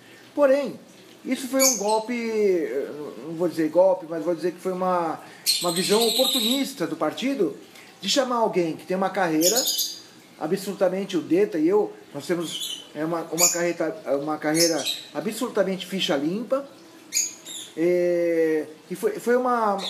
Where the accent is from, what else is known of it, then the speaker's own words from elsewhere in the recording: Santos, São Paulo, Brazil; sou nascido em Santos, no Canal 2, na Beneficência Portuguesa, joguei muita bola no Poço 2, falo tu, falo mango, dois palitos